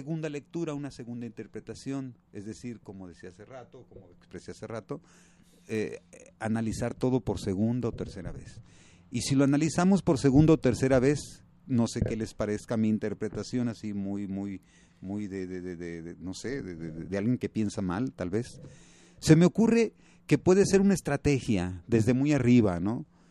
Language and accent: Spanish; Mexico; now in Switzerland; me sentí así como que mexicano, dije, bueno, pues ya no, yo que tenía planes de volverme ciudadano suizo